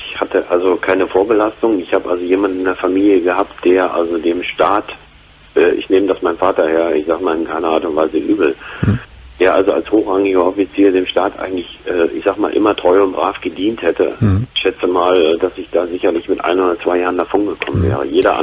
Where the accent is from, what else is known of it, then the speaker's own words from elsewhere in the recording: Saxony, Germany; wir sind also alle aus der Gegend von Leipzig und Dresden gewesen